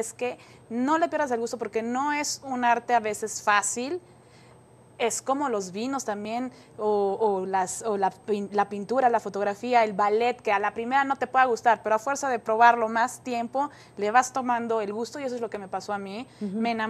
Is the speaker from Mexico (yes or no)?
yes; Mexico; cada vez que vengo a México, últimamente, en estos tiempos tan difíciles que estamos viviendo como mexicanos y mexicanas